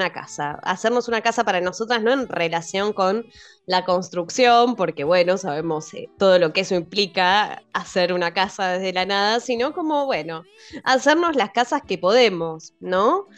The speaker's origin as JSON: {"language": "Spanish", "town": "Lincoln", "region": "Buenos Aires Province", "country": "Argentina", "said": "nuestras invitadas de hoy son, somos de Lincoln"}